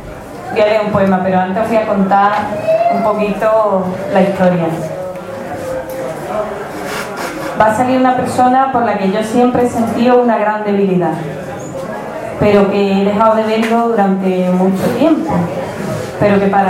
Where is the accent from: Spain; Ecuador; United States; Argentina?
Spain; Seville, Andalusia; porque Triana son mis raíces, aunque yo soy una renegada, pero es verdad que yo soy de Triana.